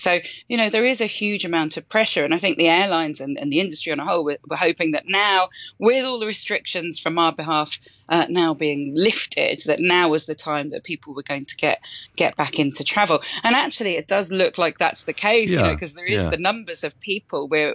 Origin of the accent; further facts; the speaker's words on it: Andalusia, Spain; I grew up here. I'm an expat child. I grew up on the Costa del Sol.